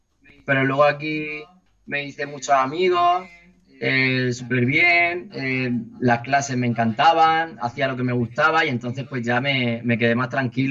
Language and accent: Spanish; Murcia, Region of Murcia, Spain; now in Madrid, Spain; De Murcia, aunque vivo, llevo ya casi siete años en Madrid.